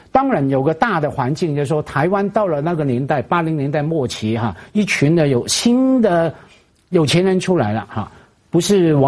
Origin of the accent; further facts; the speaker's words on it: Hong Kong; 我成长在香港也好多书店啊